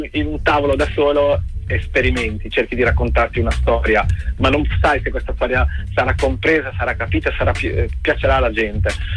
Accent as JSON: {"language": "Italian", "town": "Pesaro", "region": "Marche", "country": "Italy", "said": "Sono di Pesaro e il nostro mare ha quella... è veramente strano, perché è profondo"}